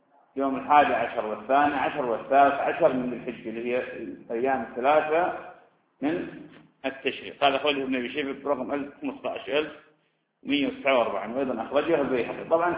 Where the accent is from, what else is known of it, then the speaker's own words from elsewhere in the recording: Ramadi, Anbar, Iraq; وأنا أعرف شخص من أشخاص عندنا في الرمادي